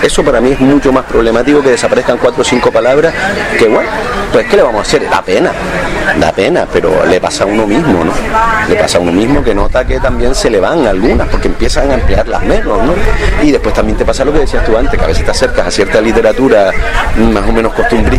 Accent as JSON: {"language": "Spanish", "region": "Canary Islands", "country": "Spain", "said": "soy canario porque hablo así, fundamentalmente porque hablo así"}